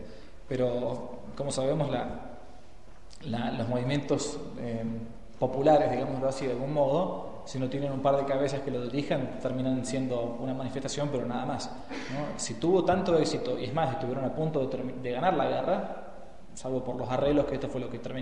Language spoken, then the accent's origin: Spanish; Argentina; se asombraban que uno siendo argentino conociera de estos temas, ¿no? Allá.